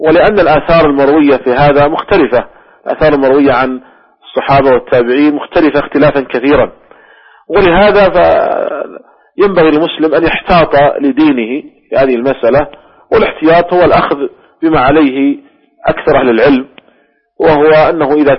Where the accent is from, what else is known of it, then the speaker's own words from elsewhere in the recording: Saudi Arabia; مثلا عندنا في المملكة العربية السعودية أكثر من 8 ملايين